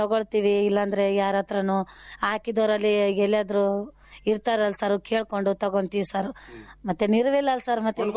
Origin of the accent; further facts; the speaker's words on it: Manvi, Karnataka, India; ನಮ್ದು ತವರು ಮನೆ ಮಾನವಿ, ನಮ್ ಗಂಡನ ಮನೆ ಮಲಿಯಾಬಾದೆ.